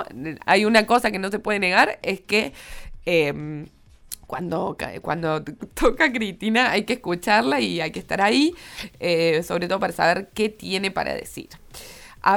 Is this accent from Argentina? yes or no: yes; Córdoba, Argentina; Yo soy muy cordobesa, entonces por ahí no entiendo muy bien esto